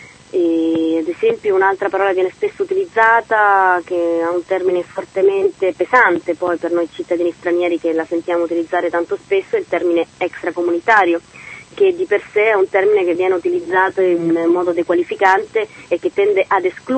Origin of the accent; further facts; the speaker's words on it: Chile; Italian is a second language; nel mio caso, che sono cilena, non posso per legge fare il direttore responsabile